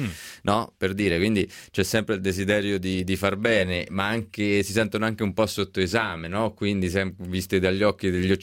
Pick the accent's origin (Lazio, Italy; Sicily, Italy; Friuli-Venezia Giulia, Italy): Lazio, Italy; Rome; Da romano parlo degli europei, degli europei di calcio per vari motivi.